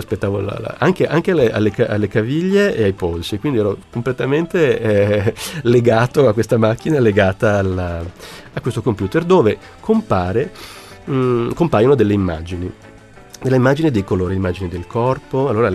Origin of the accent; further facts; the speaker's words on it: Switzerland; born there; io sono nato in Svizzera e quindi non sono stato neanche battezzato, e sono cresciuto sempre con un convinto sano ateismo.